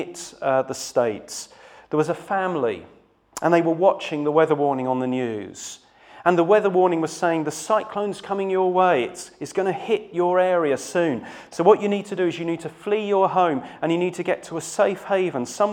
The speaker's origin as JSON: {"language": "English", "country": "United Kingdom", "said": "It makes me feel good about being British, and it makes me feel good and righteous about being me."}